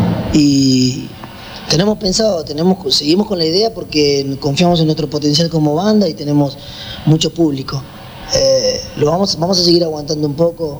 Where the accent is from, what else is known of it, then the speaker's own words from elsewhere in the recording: Argentina; todo lo que consumimos nosotros como argentinos, que el argentino es muy consumista de lo que viene de afuera